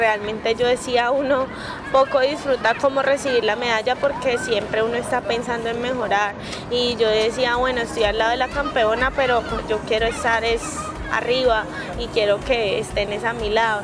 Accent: Colombia; El otro año el mundial es aquí en Colombia y la idea pues es poder regalarle ese título a mi país, en mi país.

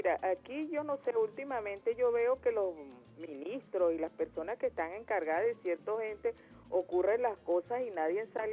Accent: Venezuela; yo soy venezolana 100% y yo no quiero que la moneda de mi país sea en dólares

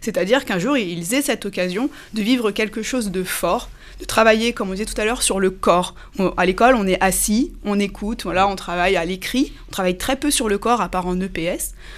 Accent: Cergy, Île-de-France, France; je suis une enfant du pays. J'ai grandi à Cergy, j'ai été élève au Laris, puis au Collège des Touleuses, puis au lycée Alfred Kessler.

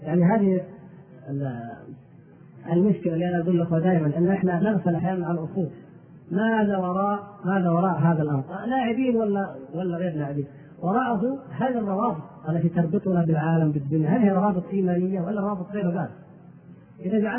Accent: Turkey; Arabic is a second language; وما كان عندنا في تركيا ما نعتد به أو نفتخر به،

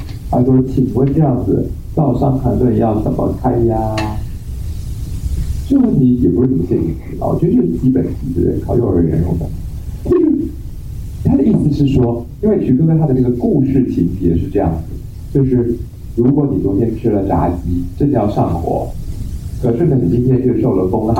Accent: Taiwan; 可是我们台湾有一种病叫做冷气病，因为我们台湾人呢、啊、天气热，热带气候嘛

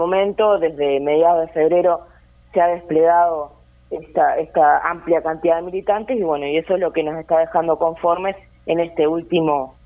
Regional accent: Uruguay; siempre como uruguayos, ¿no?, desplegando todo nuestro poder

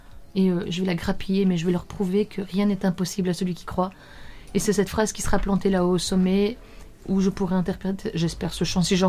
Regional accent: Mouscron, Wallonia, Belgium; Je suis de Moucron.

